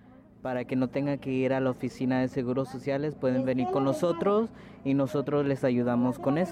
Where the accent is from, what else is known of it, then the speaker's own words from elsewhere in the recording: Fresno, California, United States; born there; mis papás son de México y yo nací aquí en Fresno.